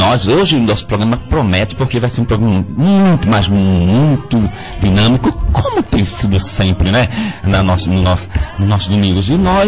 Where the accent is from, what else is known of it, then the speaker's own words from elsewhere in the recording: João Pessoa, Paraíba, Brazil; dessa terra maravilhosa que é a Paraíba, dessa cidade que eu chamo minha terrinha, João Pessoa.